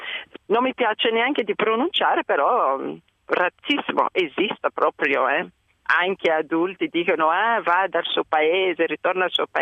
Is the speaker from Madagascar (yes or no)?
yes; Madagascar; Italian is a second language; now in Italy; Perché provengo dal Madagascar e sono in Italia da 15 anni